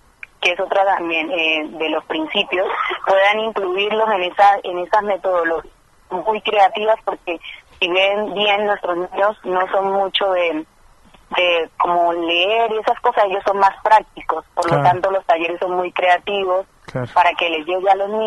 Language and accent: Spanish; Buenaventura, Valle del Cauca, Colombia; vengo de Buenaventura.